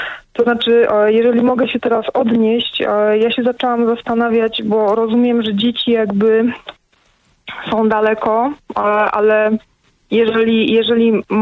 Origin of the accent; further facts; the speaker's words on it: Katowice, Silesian Voivodeship, Poland; Ja jestem z Katowic, więc tam to tutaj się to działo.